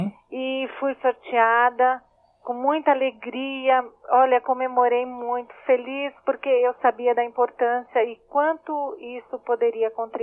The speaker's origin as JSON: {"language": "Portuguese", "town": "Mogi das Cruzes", "region": "São Paulo", "country": "Brazil", "said": "Eu sou de Mogi."}